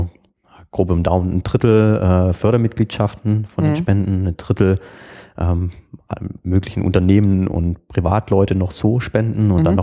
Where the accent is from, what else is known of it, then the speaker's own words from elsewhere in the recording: Burgstall an der Murr, Baden-Württemberg, Germany; Ja, ich komme aus einem Dorf, Burgstall an der Mur, das ist so zwischen Backnang und Winnenden